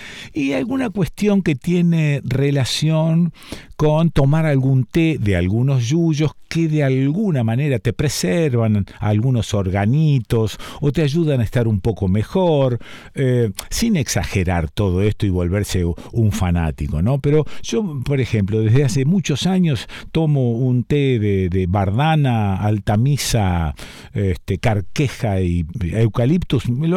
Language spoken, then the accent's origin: Spanish; Argentina; Y esto me lleva derecho viejo a pensarnos como argentinos, ya no sé si sudamericanos o qué, pero como argentinos, perdemos la memoria con una facilidad extraordinaria